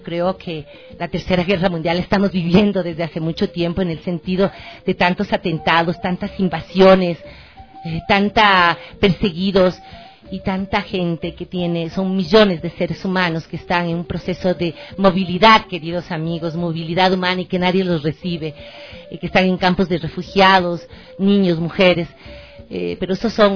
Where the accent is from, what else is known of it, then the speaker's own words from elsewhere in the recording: Ecuador; Ese es el derecho que tenemos como ecuatorianos y ecuatorianas, como latinoamericanos